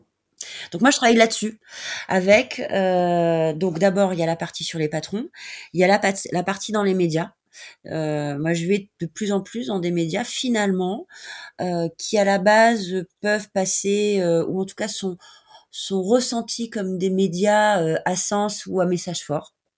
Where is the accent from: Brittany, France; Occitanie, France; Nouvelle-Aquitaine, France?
Brittany, France; Moi, je suis bretonne